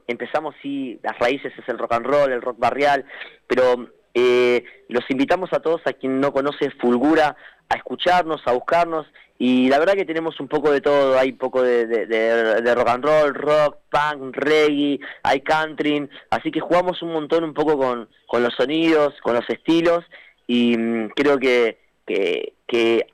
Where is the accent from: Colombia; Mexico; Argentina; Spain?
Argentina; Paso del Rey, Buenos Aires Province; acá en Zona Oeste, somos de Paso del Rey, Moreno, Merlo, sí.